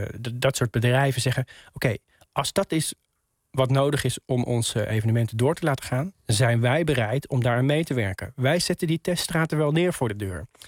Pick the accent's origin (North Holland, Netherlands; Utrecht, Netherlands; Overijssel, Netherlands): Utrecht, Netherlands; ik kom zelf uit Utrecht.